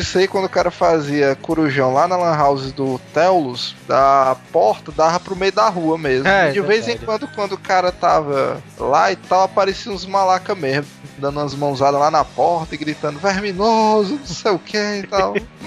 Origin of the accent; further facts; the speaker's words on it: Ceará, Brazil; como bom cearense